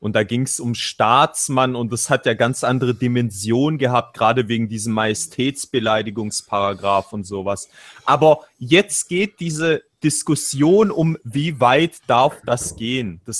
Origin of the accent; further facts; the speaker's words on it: Russia; Ja, ich bin Russe und meine Eltern, Vorfahren...